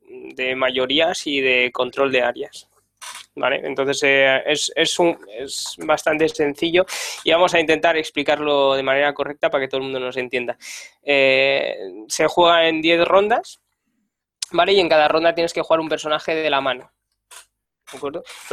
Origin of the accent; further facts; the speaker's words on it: León, Castile and León, Spain; now in Madrid, Spain; ahora vivo en Madrid, ya no soy de León.